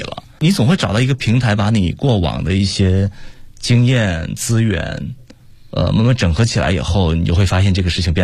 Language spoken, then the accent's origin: Chinese; China; 可能当时除了我一个中国人之外，其他都是老外。